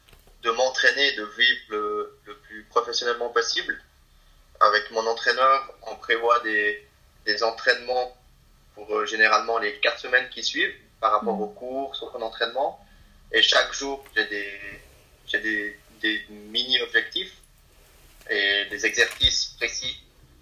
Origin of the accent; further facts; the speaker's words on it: Valais, Switzerland; moi je suis un Valaisan, donc je suis très, très fier de mes origines, de l'endroit où j'habite.